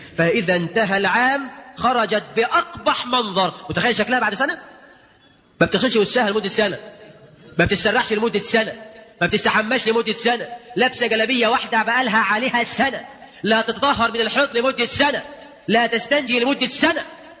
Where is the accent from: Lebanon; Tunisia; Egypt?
Egypt; اجعل بلدنا مصر آمنا مطمئنا وكل بلاد